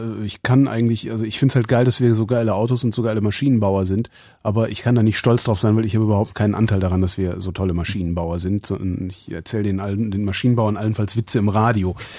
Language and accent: German; Cologne, North Rhine-Westphalia, Germany; ich bin Kölner.